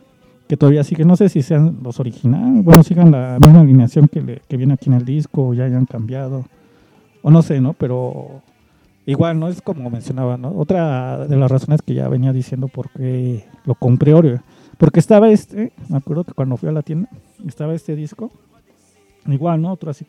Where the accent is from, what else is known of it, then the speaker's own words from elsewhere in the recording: Mexico City, Mexico; o al menos los que somos acá chilangos